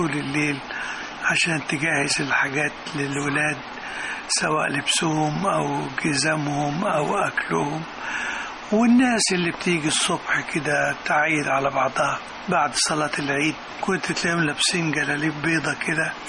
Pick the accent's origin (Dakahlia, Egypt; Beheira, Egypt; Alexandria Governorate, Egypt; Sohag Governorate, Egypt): Beheira, Egypt; also born or lived in Kafr El Sheikh; في كفر الشيخ ميلادي، وبعد كده طفولتي كلها في البحيرة.